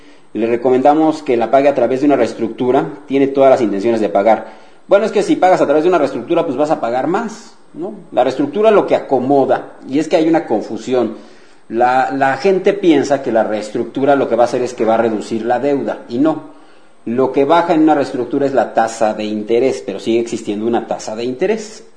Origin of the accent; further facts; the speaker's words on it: Mexico; Digo, somos de México nosotros, pero ¿por qué no pasarles la información también a mis amigos de Venezuela?